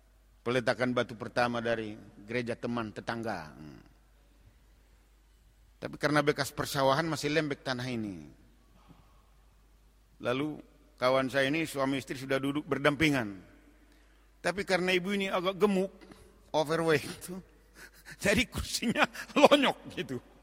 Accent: Manado, North Sulawesi, Indonesia; Makanya ada orang berkata kalau kami orang Manado, anjing pun melahirkan pesta katanya.

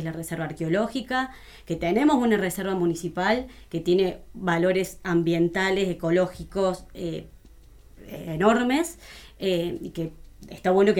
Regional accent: Cruz del Eje, Córdoba, Argentina; Yo soy de Cruz del Eje.

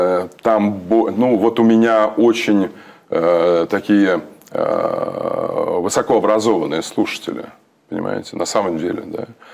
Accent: Ukraine; Я украинец. Я украинец, у меня дед румын, бабка, ее мать полячка, а полька, а ее отец болгарин, Дмитро Лазанов, а мать Нина Дубницкая с Варшавы.

